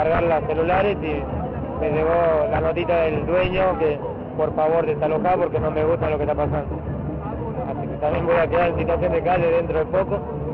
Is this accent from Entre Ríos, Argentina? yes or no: no; Jujuy, Argentina; now in Buenos Aires, Argentina; Yo vivo acá, en Buenos Aires, soy de Jujuy.